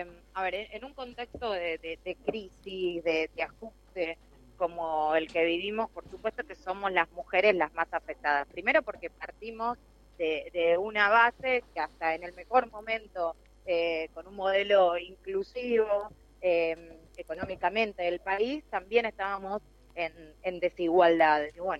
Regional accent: Quilmes, Buenos Aires Province, Argentina; Yo soy de Quilmes y recorro los distintos barrios populares

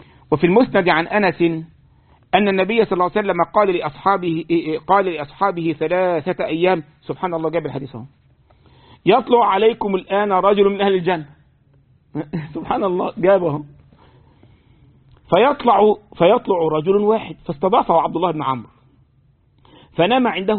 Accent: Egypt; زي مرة من المرات عندنا في مصر، طبعا الحاجة دي مش لقاش هنا طبعا

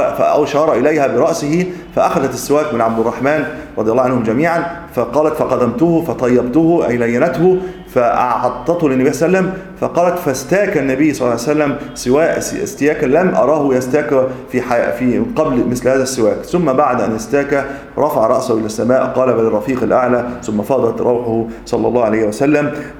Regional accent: Tanta, Gharbia, Egypt; السيد البدوي الذي موجود عندنا في طنطا

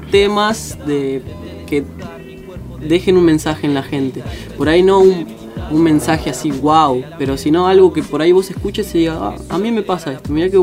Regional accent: Garín, Buenos Aires Province, Argentina; De Garín. Soy de Garín.

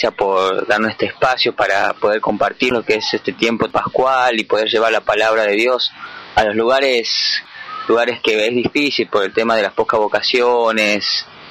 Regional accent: San Miguel de Tucumán, Tucumán, Argentina; soy de San Miguel de Tucumán, estoy estudiando allá, estoy con mi familia

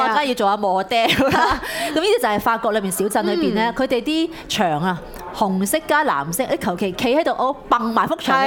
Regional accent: Hong Kong; 我哋香港人話，我哋歌聲一定要紅館

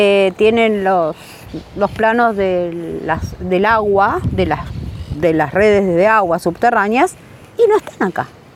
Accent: Tigre, Buenos Aires Province, Argentina; soy de Tigre también

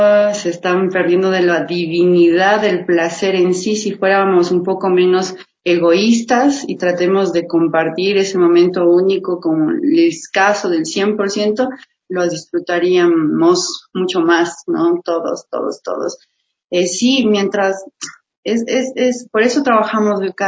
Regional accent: Baños de Agua Santa, Tungurahua, Ecuador; also born or lived in Argentina; now in Quito, Ecuador; yo soy de Baños de Agua Santa, y allá yo vengo acá, mi querido Quito maravilloso, ya 12 años de acá, y estudié pues en Argentina, en Bellas Artes, ahí realización audiovisual.

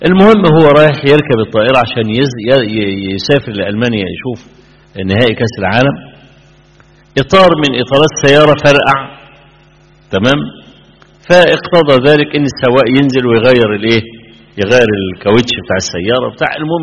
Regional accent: Egypt; صحفي كبير كان عندنا في مصر كتب مقالة

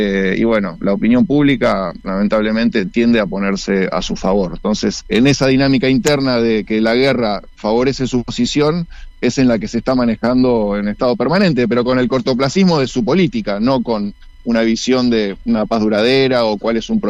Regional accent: Escobar, Buenos Aires Province, Argentina; yo soy de Escobar

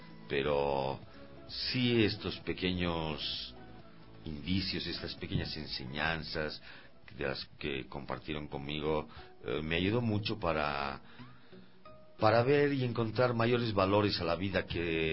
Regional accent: Bolivia; Todos los músicos somos bolivianos, ¿no?

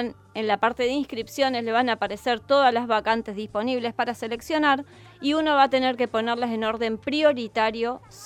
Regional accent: Rosario, Santa Fe, Argentina; Soy rosarina de pura cepa, viví 30 años en el mismo barrio, pero en la radio trato de no hablar como hablo en mi casa.

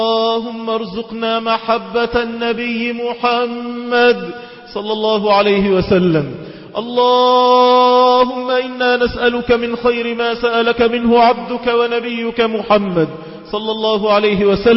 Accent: Egypt; اللهم اجعل بلادنا مصر بلد أمن وأمان واستقرار

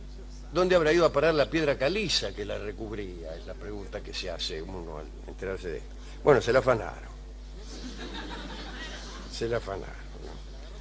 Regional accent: Argentina; A lo mejor no nos robamos las piedras calizas porque somos argentinos

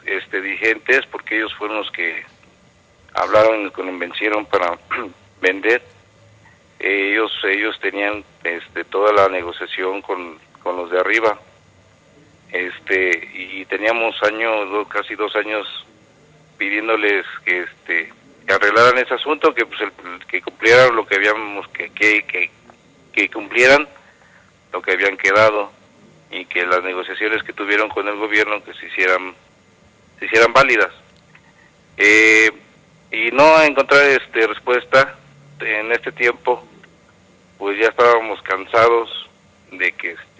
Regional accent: Atenco, State of Mexico, Mexico; me decía la gente, ¿de dónde vienes? Soy de Atenco.

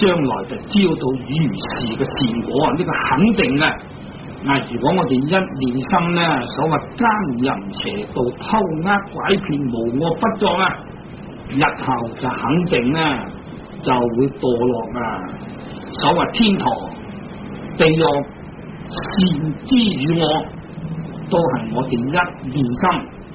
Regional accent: China; 好似我哋中国人读古文，咁啊读四书、读五经啊

